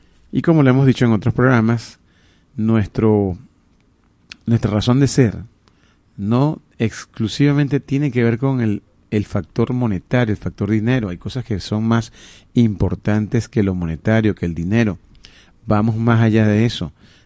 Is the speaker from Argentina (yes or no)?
no; Venezuela; de todo aquello que nos atañe como venezolanos, nuestra identidad, nuestro gentilicio, nuestra forma de ser